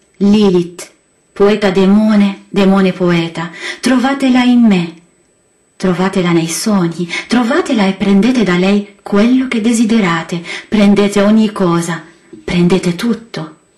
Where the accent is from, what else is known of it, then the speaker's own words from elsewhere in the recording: Lebanon; Italian is a second language; ho pensato che in Libano, il mio paese, i politici sono fatti per spingere la gente alla disperazione